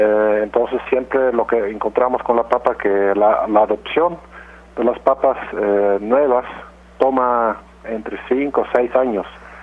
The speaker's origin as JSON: {"language": "Spanish", "country": "Netherlands", "second_language": "Spanish", "moved": "as an adult", "lives_now": "Peru", "said": "Yo soy de origen de Holanda, pero tengo cerca de 15 años trabajando en el Perú."}